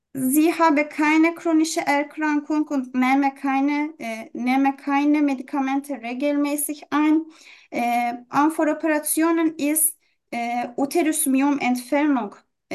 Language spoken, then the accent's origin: German; Turkey; German is a second language; now in Germany; Ja, ich komme aus der Türkei. Ich bin 27 Jahre alt.